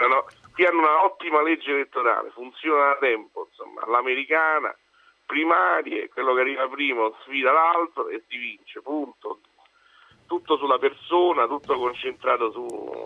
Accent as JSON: {"language": "Italian", "town": "Rome", "region": "Lazio", "country": "Italy", "said": "No, io sono dell'Estaccio"}